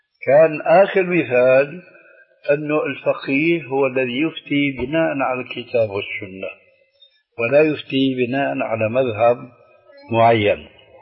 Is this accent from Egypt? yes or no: no; Syria; لانه عندنا بسوريا بيقولوا العين مغرفه الكلام